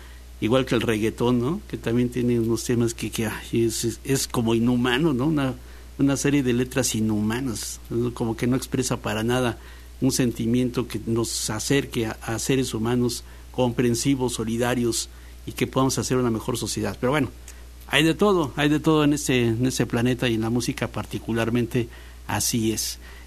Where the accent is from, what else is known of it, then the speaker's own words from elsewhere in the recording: Veracruz, Mexico; Si algo hay aquí en Veracruz, es que somos rumberos, jarochos y trovadores de veras.